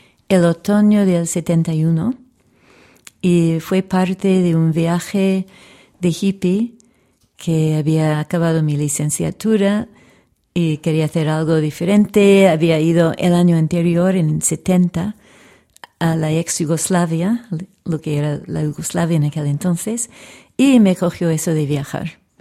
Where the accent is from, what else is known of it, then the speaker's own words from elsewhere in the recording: Canada; born there; first language English; Spanish is a second language; cantaba cosas del Canadá francófono, que es donde nací, aunque mi lengua materna es el inglés.